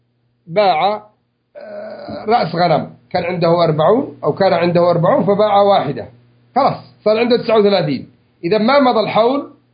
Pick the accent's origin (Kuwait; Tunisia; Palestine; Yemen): Yemen; الجرين يسموه المجران، عندنا في اليمن يسموه مجران